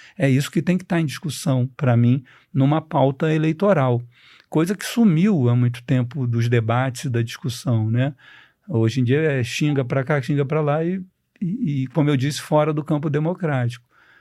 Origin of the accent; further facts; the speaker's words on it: Rio de Janeiro, Brazil; Eu, como carioca, só fui entender São Paulo depois de ler a tese dele